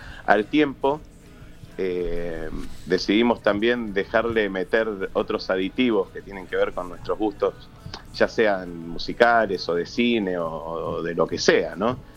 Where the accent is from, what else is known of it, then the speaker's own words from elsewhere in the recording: Buenos Aires, Argentina; somos, con mi hermano, hijos de tucumanos, acá en el norte, y hablan distinto, mis viejos siempre hablaron distinto que nosotros somos porteños.